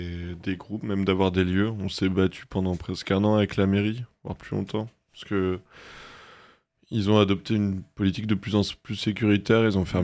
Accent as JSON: {"language": "French", "town": "Brest", "region": "Brittany", "country": "France", "lives_now": "Rennes, France", "said": "je viens de Brest, mais récemment, je me suis installé à Rennes."}